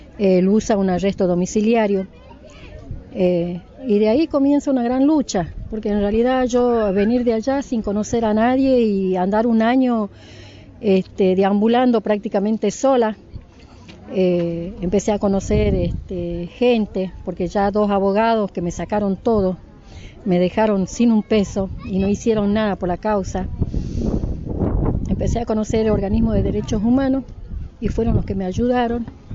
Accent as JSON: {"language": "Spanish", "region": "Jujuy", "country": "Argentina", "said": "Luz es morocha, somos del norte, de Jujuy"}